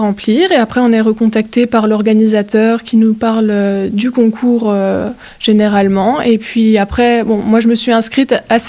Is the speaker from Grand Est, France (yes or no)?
yes; Grand Est, France; on est une par département, donc moi, je suis des Vosges